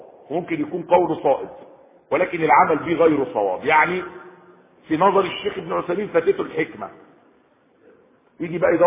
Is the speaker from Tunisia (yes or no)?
no; Egypt; يعني بلده مش عندنا في مصر